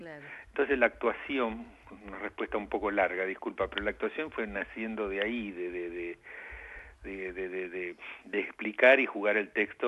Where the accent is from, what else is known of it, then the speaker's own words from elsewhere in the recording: Argentina; Como buen argentino